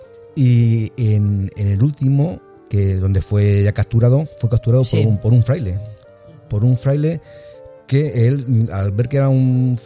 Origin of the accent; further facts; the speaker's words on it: Ávila, Castile and León, Spain; Yo soy de Ávila.